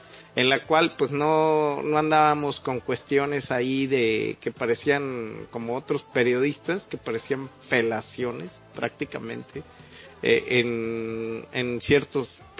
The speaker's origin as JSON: {"language": "Spanish", "country": "Mexico", "said": "como mexicano le puedo decir a una persona así"}